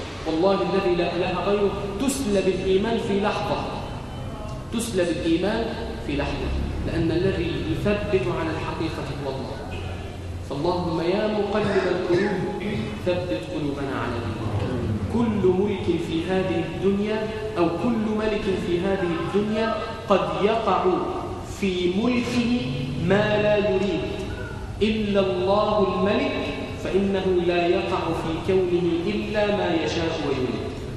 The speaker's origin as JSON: {"language": "Arabic", "country": "Egypt", "said": "اللهم اجعل بلدنا مصر امنا امانا، سخاء رخاء"}